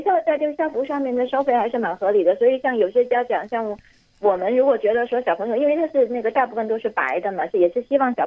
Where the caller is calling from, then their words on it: Hong Kong; 我这是从香港打来的。